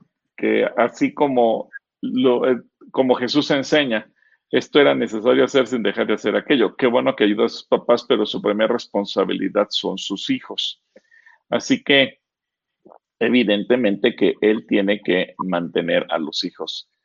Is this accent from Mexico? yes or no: yes; Mexico; porque como mexicanos estamos felices que ese día se conmemora el inicio de la batalla de independencia